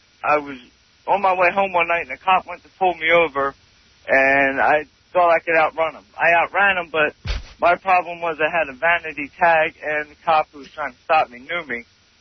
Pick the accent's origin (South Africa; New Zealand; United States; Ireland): Ireland; Jamaican, and I'm Irish.